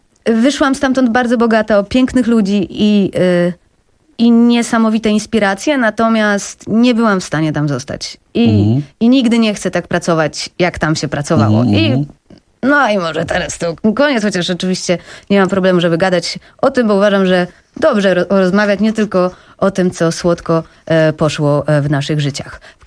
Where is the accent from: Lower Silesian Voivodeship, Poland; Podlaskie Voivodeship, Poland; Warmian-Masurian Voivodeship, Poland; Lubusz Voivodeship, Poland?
Lower Silesian Voivodeship, Poland; Wrocław; now in Warsaw, Poland; Ja pochodzę z Wrocławia. Przeprowadziłam się do Warszawy już dłuższy czas temu i na początku nie umiałam się znaleźć w tym mieście tak do końca.